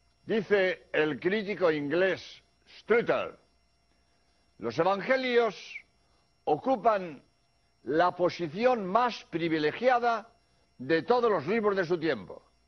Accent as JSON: {"language": "Spanish", "country": "Spain", "said": "español y he venido a Birmingham a grabar 13 espacios"}